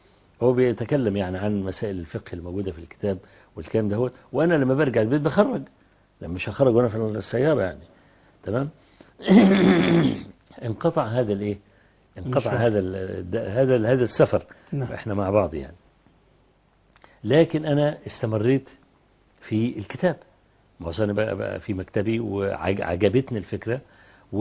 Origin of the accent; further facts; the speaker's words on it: Kafr El Sheikh, Kafr El Sheikh Governorate, Egypt; ينزل عندنا في كفر الشيخ